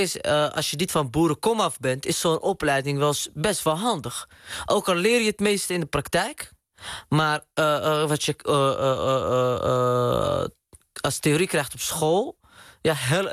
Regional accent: Amsterdam, North Holland, Netherlands; De eerste gediplomeerde Marokkaanse boer uit Amsterdam-Oost.

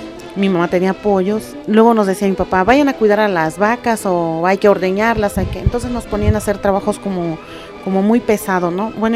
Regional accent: Oaxaca, Mexico; soy originaria de Oaxaca, tengo 39 años, mis padres son indígenas, son campesinos. Soy la quinta de 11 hermanos

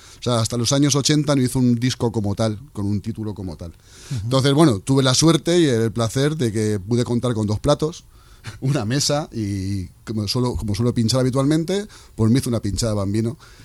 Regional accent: Móstoles, Community of Madrid, Spain; yo no soy del barrio de Vallecas. Yo soy de Móstoles, aunque tampoco vivo allí. Vivo a las afueras de aquí de Madrid

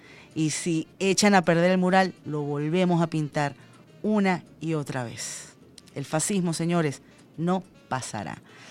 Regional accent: Venezuela; tú eres sudamericana, ¿de dónde eres? Yo le decía, no, yo soy de Venezuela.

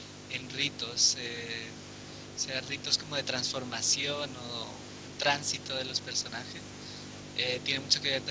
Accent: Spain; moved away as an adult; now in Santiago, Chile; hace como medio año ya me fui de España y por ahora vivir aquí en Santiago.

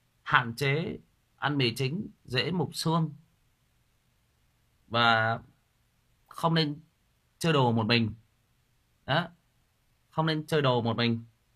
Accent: Thai Nguyen, Vietnam; Tôi lớn lên, tôi sinh ra và lớn lên ở Thái Nguyên.

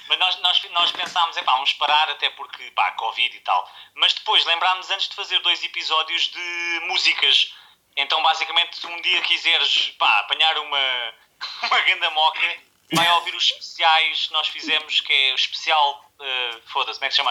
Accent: Barreiro, Setúbal, Portugal; nós somos do Barreiro, já nada nos toca, né?

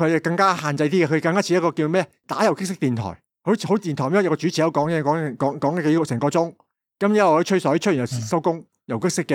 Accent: Guangdong, China; 你问我一个广东人咩嘢叫顶你个肺

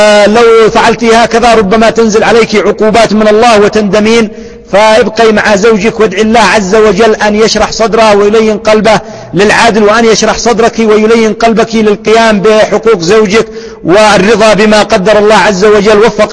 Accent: Yemen; الحال عندنا في اليمن بالعكس، إلا فيما ندر، أن عندنا في اليمن لو طلقت يؤمن أن تتزوج

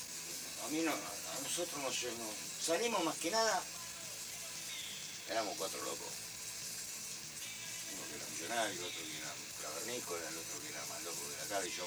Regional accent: Buenos Aires, Argentina; Nací en la Boca, pero me crié en la Madriguera hasta los 10 años. Hasta los 10 años vine.

